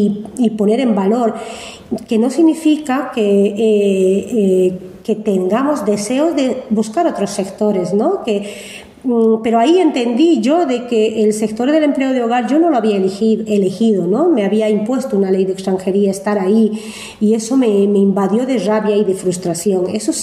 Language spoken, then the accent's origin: Spanish; Bolivia; moved away; Entonces así nace ese encuentro para poder compartir como mujeres bolivianas, en inicio por identidad